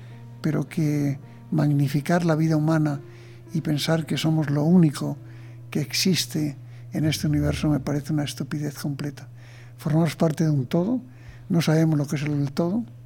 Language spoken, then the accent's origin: Spanish; Spain; Y luego también soy español claramente, ¿no?